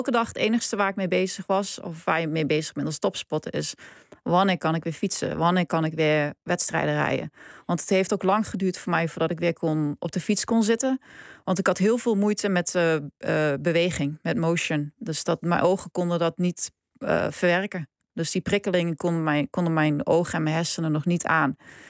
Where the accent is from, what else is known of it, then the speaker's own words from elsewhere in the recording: Gelderland, Netherlands; Ik kom uit de Achterhoek